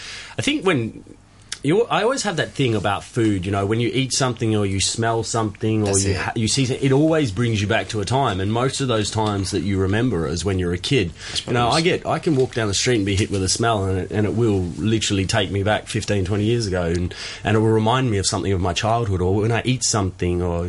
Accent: Landsborough, Victoria, Australia; also born or lived in Ararat; I grew up in Victoria, very close to where Michael's from as well. So I was born in a country town in Victoria called Ararat, and I grew up in a smaller country town called Landsborough, which was like 45 minutes from Ararat.

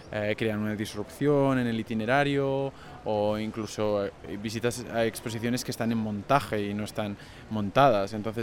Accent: Barcelona, Catalonia, Spain; soy de Barcelona, tengo 31 años y trabajo en diferentes instituciones y museos de Barcelona y de España.

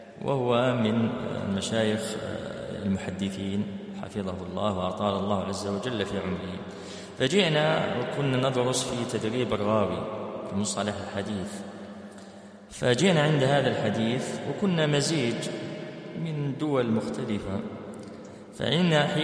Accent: Algeria; طبعا احنا عندنا في الجزائر سيرين اسم بنت

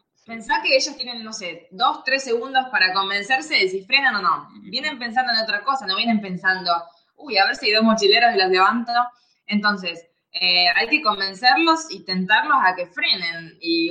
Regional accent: Argentina; somos de Argentina y estamos viajando de Filipinas a Turquía.

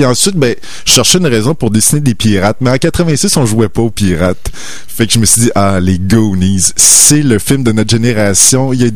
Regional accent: Notre-Dame-du-Lac, Quebec, Canada; c'est Notre-Dame-du-Lac. Et donc, c'est mon village natal qui est près de Rivière-du-Loup.

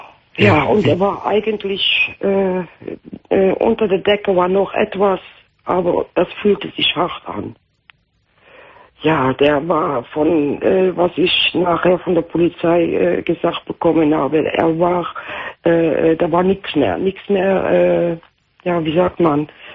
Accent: Netherlands; German is a second language; Ja, ich bin Holländer.

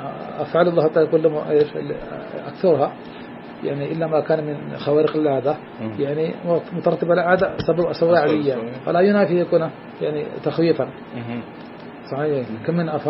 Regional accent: India; حتى عندنا في الهند من مسائل العوام أن لا يأكل ولا يشرب عند الكسوف

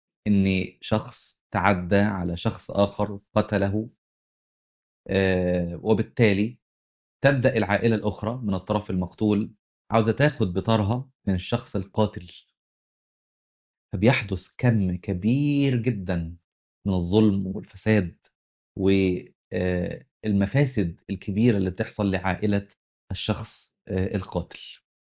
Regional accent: Upper Egypt, Egypt; إذا جينا نتكلم عن مسألة الطار وبالذات عندنا في الصعيد

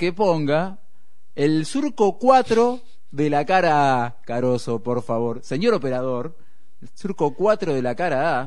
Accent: Buenos Aires, Argentina; si uno es catamarqueño y no pronuncia como un porteño culiao como somos nosotros.

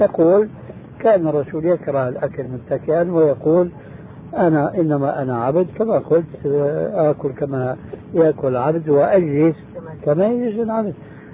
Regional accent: Syria; كما يقولوا عندنا في الشام بدها الزكتاف

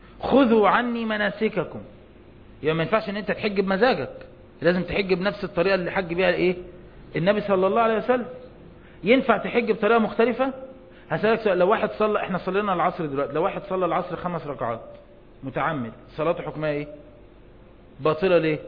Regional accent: Egypt; زي عندنا في مصر

